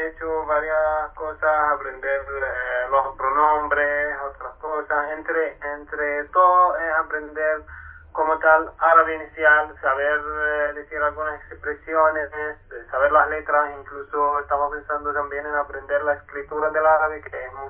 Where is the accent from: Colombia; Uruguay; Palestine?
Palestine; Spanish is a second language; now in Chile; vengo de Palestina y yo estudié medicina en Cuba. Por eso tengo mi español, no llevo mucho tiempo aquí en Chile, llevo apenas 4 meses nada más.